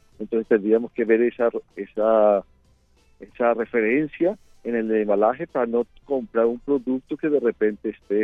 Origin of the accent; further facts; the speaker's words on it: Venezuela; now in Brazil; yo soy venezolano, mantengo 31 años en el Brasil